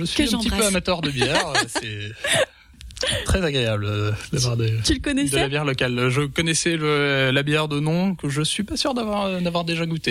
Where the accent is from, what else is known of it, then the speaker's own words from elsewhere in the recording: Grand Est, France; born there; Je suis né dans les Vosges, donc depuis un an. Je suis né sur les hauts des Vosges, au Boson, dans les Vosges saunoises, juste au-dessus de rue sur Moselle. Et depuis un an, j'habite à rue, donc à Sceaux.